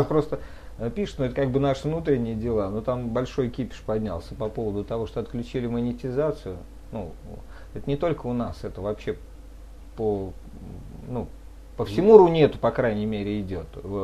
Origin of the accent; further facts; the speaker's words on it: Zaporizhzhia, Zaporizhzhia Oblast, Ukraine; now in Germany; Я из Украины, город Запорожье. Жена моя из Москвы, живем в Германии.